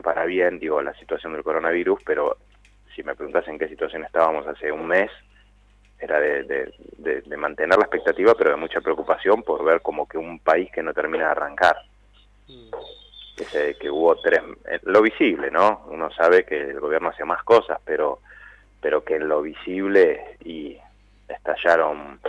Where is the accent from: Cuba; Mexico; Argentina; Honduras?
Argentina; La Plata, Buenos Aires Province; La inundación en La Plata, los que somos platenses